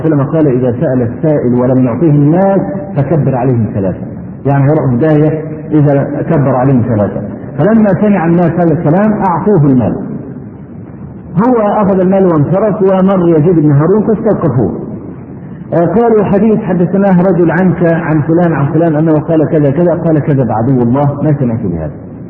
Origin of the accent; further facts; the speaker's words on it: Egypt; عندنا في مصر